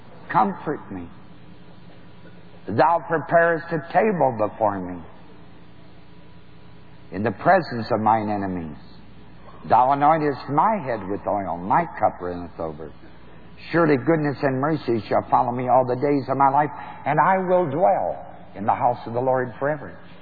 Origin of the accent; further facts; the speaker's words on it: New Knoxville, Ohio, United States; I think Dr. L.H. Kunst, under whom I was raised in New Knoxville, was a man of God.